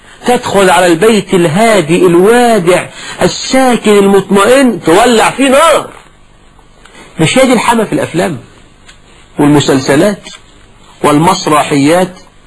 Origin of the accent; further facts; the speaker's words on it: Egypt; ده مثلا عندنا في مصر. ويقول لك ربي يا خيبة للغيبة، ده مثل برضه مصري.